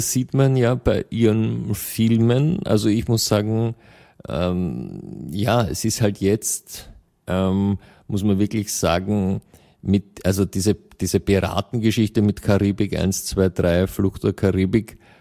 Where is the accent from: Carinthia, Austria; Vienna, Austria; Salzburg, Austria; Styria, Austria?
Vienna, Austria; als Österreicher oder Wienerin im Besonderen ist es ja eine gute Tradition, dass die Vorfahren aus Osteuropa kommen.